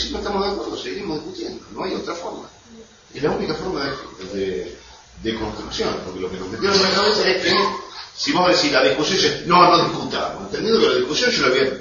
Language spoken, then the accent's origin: Spanish; Argentina; uno de los males que hemos tenido nosotros como pueblo argentino es esto de delegar